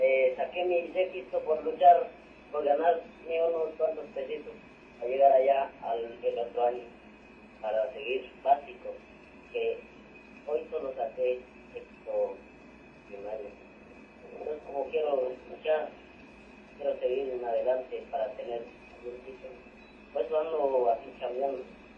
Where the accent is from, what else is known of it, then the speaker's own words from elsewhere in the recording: Guatemala; Nosotros somos de Fernando Barrillo, la frontera de la vecina.